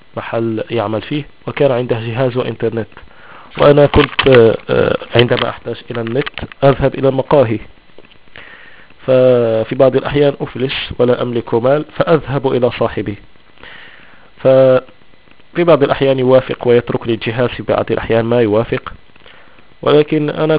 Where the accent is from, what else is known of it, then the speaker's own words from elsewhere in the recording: Morocco; accent: Shilha; Arabic is a second language; كيغ أشلحي، يعني أنا أمازيغي أتكلم اللهجة الشلحة